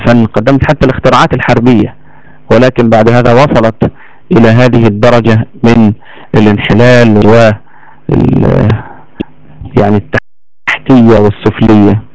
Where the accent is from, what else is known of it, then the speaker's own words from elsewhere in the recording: Egypt; علشان كده لو تفتكروا كويس قوي عندنا في مصر هنا بعد موضوع الثورة حصل الآتي